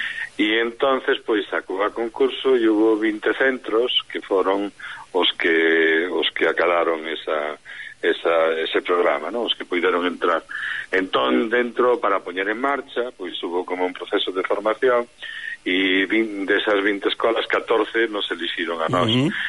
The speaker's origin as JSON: {"language": "Galician", "town": "Ourense", "region": "Galicia", "country": "Spain", "lives_now": "Pontevedra, Spain", "said": "porque somos un Ourense"}